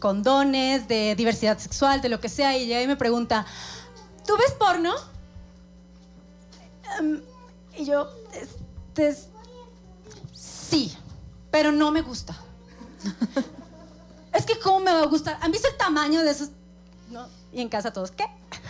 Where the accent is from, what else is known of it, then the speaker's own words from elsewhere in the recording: Colombia; Así es, soy colombiana. También soy madrastra.